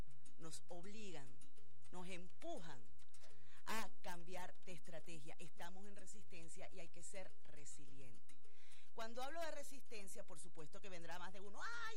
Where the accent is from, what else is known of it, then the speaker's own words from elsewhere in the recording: Venezuela; yo como profesional, como venezolana, incluso este espacio radial, La Ventana, debe adaptarse a los nuevos tiempos.